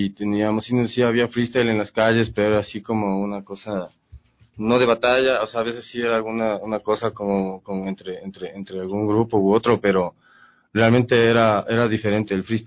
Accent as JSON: {"language": "Spanish", "town": "Valle de los Chillos", "region": "Pichincha", "country": "Ecuador", "tie": "born or raised there", "said": "En el valle, yo crecí en el Valle de los Chillos."}